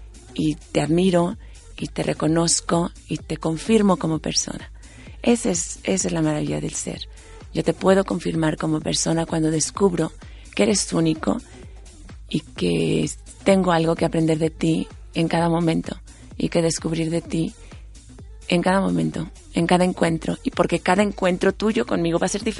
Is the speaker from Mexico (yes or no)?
yes; Mexico; Yo no elegí ser mexicana, ni nacer en una familia de 9 hermanos, ni ser la quinta, ni ser la segunda mujer en mi casa, ni ser de madre española y padre mexicano